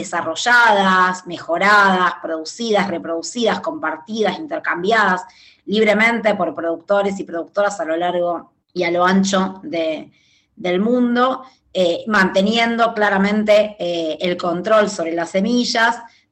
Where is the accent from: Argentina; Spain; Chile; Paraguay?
Argentina; soy de Argentina